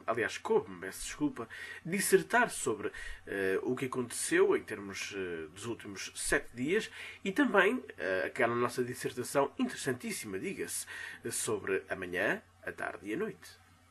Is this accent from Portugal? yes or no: yes; Vila Nova de Gaia, Porto, Portugal; born there; mas nasci numa cidade perdida no Porto, que é a Vila Nova de Gaia, já agora diga-se.